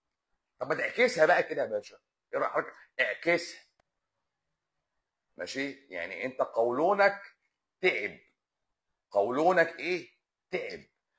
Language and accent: Arabic; Lebanon; لا انا لبناني. انا في لبنان، انا بكلمك من لبنان شخصيا.